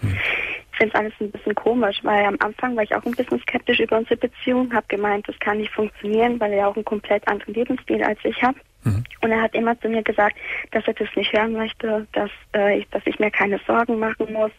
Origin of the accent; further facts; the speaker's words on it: Sicily, Italy; also ich bin halt Italienerin, Sizilianerin, um besser gesagt.